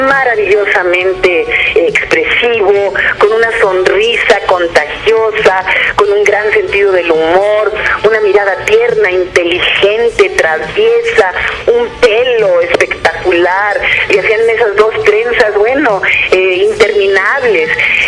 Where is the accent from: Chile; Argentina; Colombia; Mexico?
Mexico; no solamente aquí en mi país, en México, sino de todo el continente latinoamericano y del mundo entero.